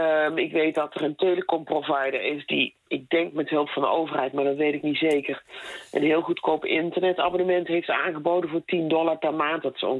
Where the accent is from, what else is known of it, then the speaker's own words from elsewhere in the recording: Netherlands; Je denkt er als Nederlander die wel goed onderwijs heeft gekregen nooit zo over na.